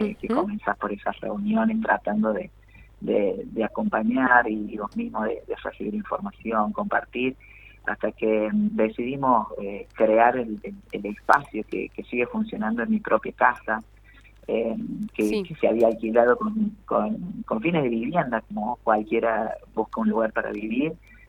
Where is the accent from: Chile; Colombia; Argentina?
Argentina; Villa Dolores, Córdoba; moved away as an adult; Yo soy de Villa Dolores, en realidad, de Tras la Sierra, donde fui hace muchísimos años. Tengo 45, así que ya está madurada la cosa en un montón de sentidos y de caminos, y yo recuerdo haberme ido de mi pago, detrás de la Sierra Hermosa